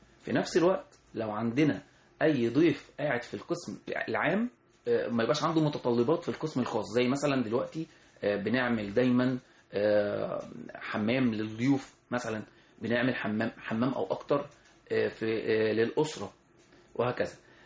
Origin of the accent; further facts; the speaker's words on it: Egypt; وده طبعا عندنا احنا كمصريين في ثقافتنا في البيوت زمان